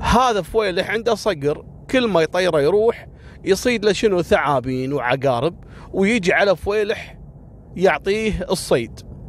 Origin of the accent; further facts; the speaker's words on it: Kuwait; أشهر وأغرب الحوادث اللي حصلت عندنا في الكويت